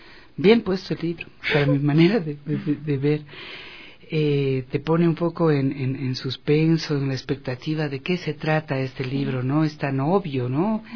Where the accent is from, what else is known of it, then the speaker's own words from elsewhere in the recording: Ecuador; ecuatorianas y ecuatorianos, independientemente de nuestra edad, de nuestra profesión, de nuestro origen